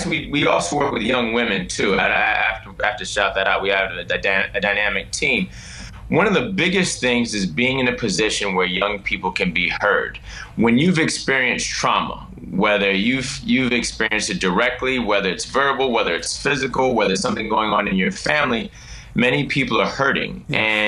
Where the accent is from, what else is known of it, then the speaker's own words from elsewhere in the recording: Brooklyn, New York, United States; moved away as an adult; Well, I grew up in Brooklyn in the 80s and 90s